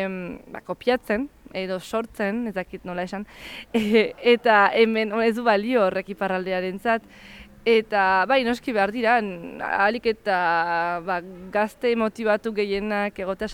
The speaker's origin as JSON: {"language": "Basque", "town": "San Sebastián", "region": "Basque Country", "country": "Spain", "said": "ez Donostikoa naiz, eta beti ere bazen nola baiteko estigma Donostiko euskaldunekiko"}